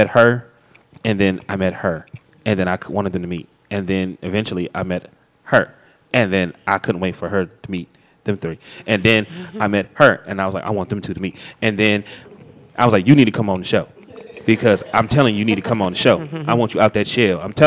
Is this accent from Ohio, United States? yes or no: yes; Akron, Ohio, United States; For the simple fact, it was a void there where I'm from Akron, my mother from Akron, so he's from Akron, so I'm going to like him.